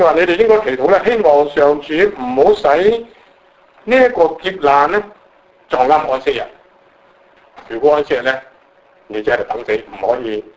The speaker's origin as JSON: {"language": "Cantonese", "region": "Guangdong", "country": "China", "said": "我哋廣東人，我哋講地拖，國語人講咩咧？唔係拖地喎，係拖把嚇。當然，即係我哋話教剪，佢哋話剪刀"}